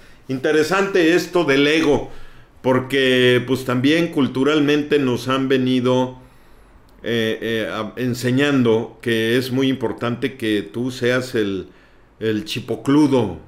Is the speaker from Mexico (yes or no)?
yes; Mexico; Nosotros somos los mexicanos a veces muy sensibles en ese sentido.